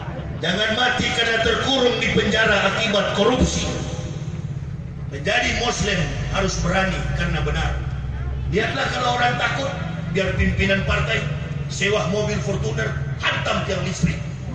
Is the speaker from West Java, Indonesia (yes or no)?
no; Manado, North Sulawesi, Indonesia; kampung halaman saya di Manado